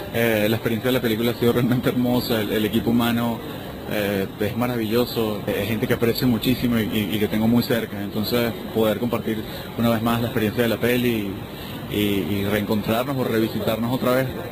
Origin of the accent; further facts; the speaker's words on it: Caracas, Capital District, Venezuela; tiendo a ser muy citadino, tiendo a ser muy como buen caraqueño